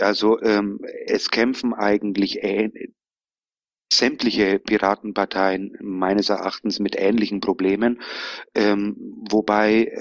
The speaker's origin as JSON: {"language": "German", "region": "Bavaria", "country": "Germany", "accent": "Bavarian", "said": "Wie man aus dem Dialekt hören kann, bin ich aus Bayern. Ich wohne zur Hälfte allerdings auch in Spanien"}